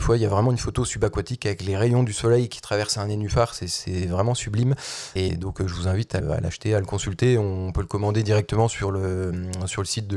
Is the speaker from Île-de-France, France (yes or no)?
no; Nancy, Grand Est, France; ça résonne chez nous, à Nancy, quand on va pêcher la carpe, ou le brochet, ou le goujon